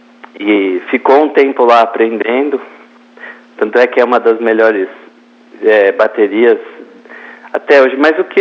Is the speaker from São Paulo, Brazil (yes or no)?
yes; São Paulo, Brazil; born there; São Paulo mesmo.